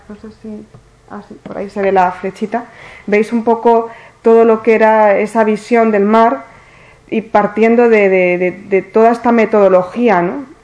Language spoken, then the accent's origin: Spanish; Cartagena, Region of Murcia, Spain; also born or lived in Orihuela; Yo nací en Orihuela, pero me crié hasta los 12 años aquí en Cartagena